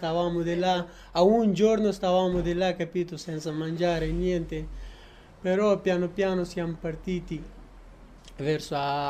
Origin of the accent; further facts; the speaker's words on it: Afghanistan; Italian is a second language; now in Ancona, Italy; Ma io sono partito dall'Afghanistan, diciamo, 3 anni fa che sono partito.